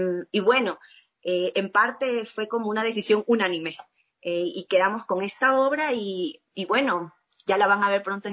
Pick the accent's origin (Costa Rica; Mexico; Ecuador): Ecuador; Guayaquil, Guayas; yo decidí dejar mis cosas en Guayaquil, yo soy de Guayaquil